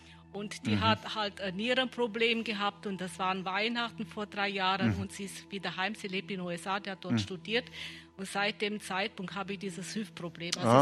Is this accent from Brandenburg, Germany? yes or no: no; Krumbach, Bavaria, Germany; Also ich komme aus Krumbach bei Ulm.